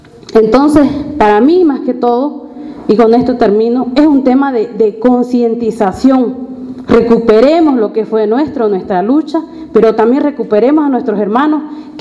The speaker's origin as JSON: {"language": "Spanish", "country": "Bolivia", "said": "tenemos que hacer llegar a todos los hermanos, como bolivianos."}